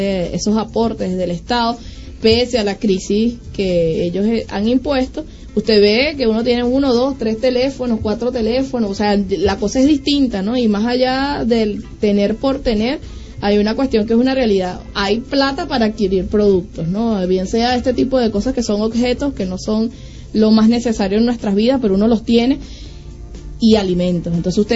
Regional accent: Venezuela; gente como nosotros, que nos conocemos, que somos venezolanos, que nos entendemos además

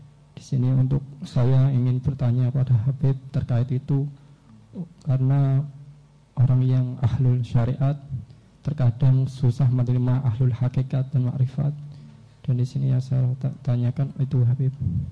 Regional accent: Rembang, Central Java, Indonesia; now in Gonilan, Indonesia; Saya asli dari Rembang. Sekarang saya kuliah di UMS. Berdomisili di Gonilan.

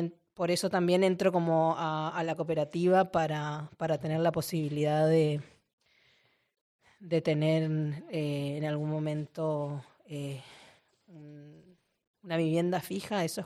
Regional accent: Argentina; now in Barcelona, Spain; yo vengo de Argentina y en Argentina por lo menos tenés la posibilidad de alquilar dos años

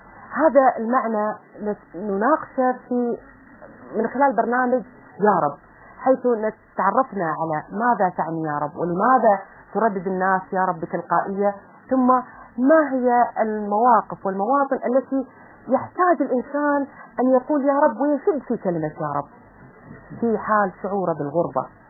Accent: Kuwait; وأنا من الكويت، وإحنا بعيدين عن الأوطان، بعيدين عن الأهل، بعيدين عن أقربائنا.

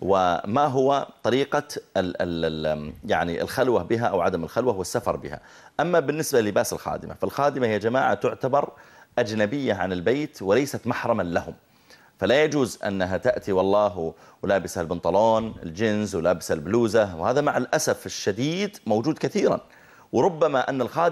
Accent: Saudi Arabia; هذا سمي عندنا في السعودية مسيار

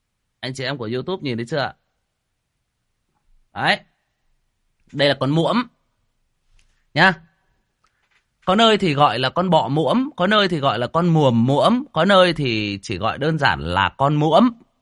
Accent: Hưng Yên, Vietnam; Ở quê tôi Hưng Yên nó cũng có, nhưng mà nó ít, nó không phổ biến.

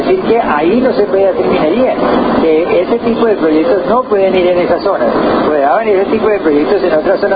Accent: Cajamarca, Tolima, Colombia; Nosotros somos del municipio de Cajamarca.

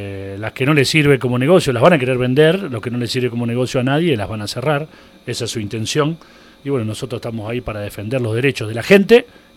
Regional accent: Rosario, Santa Fe, Argentina; porque vengo de Rosario, he vivido allá y ahora vivo por estos pagos.

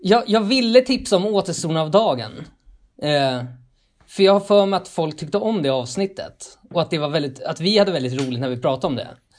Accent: Tullinge, Stockholm County, Sweden; jag är uppvuxen i Tullinge.

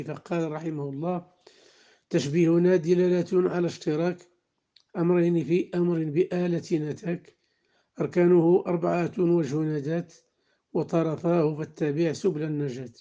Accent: Morocco; واجعل بلدنا المغرب وبلاد

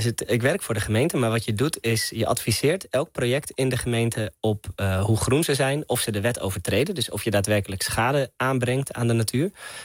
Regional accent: Hilversum, North Holland, Netherlands; now in Amsterdam, Netherlands; omdat ik een stadse jongen ben, ik kom oorspronkelijk uit Hilversum, ik woon nu in Amsterdam

